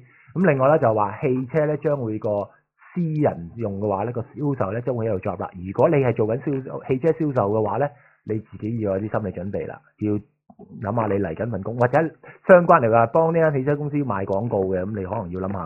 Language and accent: Cantonese; China; 但係我哋中國人呢個社會就係話唔鼓勵你做壞孩子，要做乖